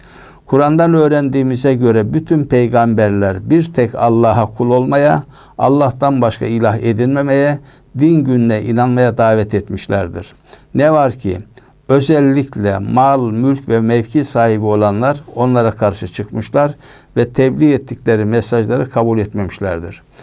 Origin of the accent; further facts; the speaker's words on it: İzmir, Turkey; Mesela biz İzmirliler olarak da Efes'i ele alalım.